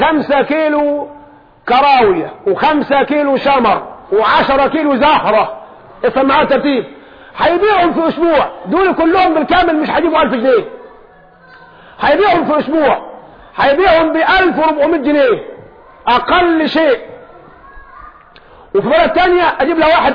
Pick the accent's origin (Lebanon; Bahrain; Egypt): Egypt; لكن احنا كمصريين قلوبنا ضعيفه